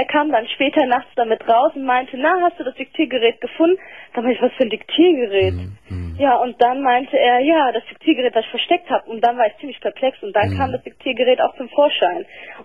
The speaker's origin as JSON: {"language": "German", "country": "Turkey", "said": "ich bin Türkin."}